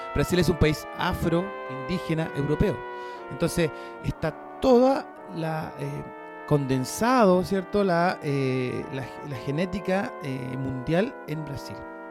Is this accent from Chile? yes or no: yes; Chile; Que nosotros como chilenos, como en este país culiado llamado Chile, somos tan cartuchos